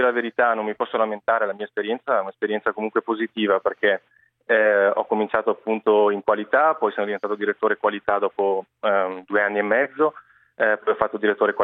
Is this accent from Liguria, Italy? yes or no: no; Verona, Veneto, Italy; moved away as an adult; now in Dubai, United Arab Emirates; Sono di Verona, sì, Verona del Lago di Garda.